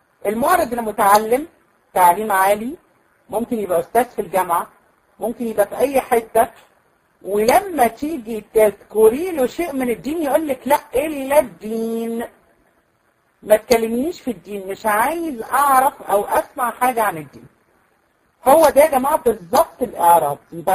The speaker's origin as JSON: {"language": "Arabic", "country": "Egypt", "said": "لان احنا عندنا في مصر مثلا اسماء كتيره جدا"}